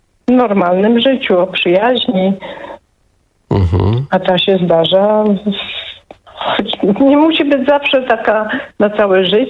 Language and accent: Polish; Silesian Voivodeship, Poland; Tak mówię fajnie, bo jestem ze Śląska.